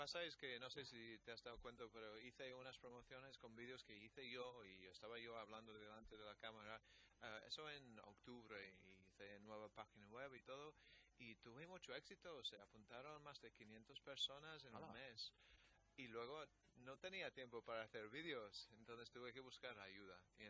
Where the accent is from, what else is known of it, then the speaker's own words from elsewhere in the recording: England, United Kingdom; Spanish is a second language; Claro, soy inglés